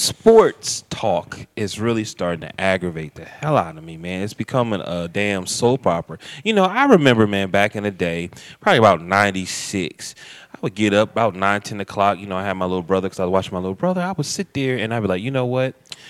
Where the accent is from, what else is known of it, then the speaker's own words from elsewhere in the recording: Akron, Ohio, United States; and I'm from Akron, you know, and I like